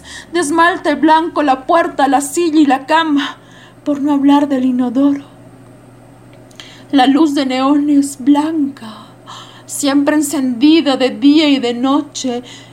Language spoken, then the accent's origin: Spanish; La Paz, Bolivia; soy de La Paz, Bolivia, soy actriz de teatro